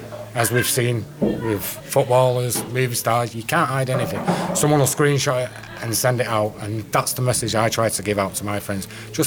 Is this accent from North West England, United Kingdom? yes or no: yes; Wythenshawe, North West England, United Kingdom; and I'm from Wythenshawe, Manchester.